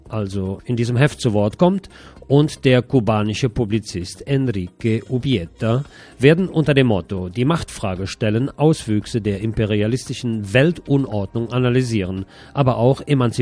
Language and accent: German; Bonn, North Rhine-Westphalia, Germany; now in Barcelona, Spain; in meiner alten Heimat Bonn.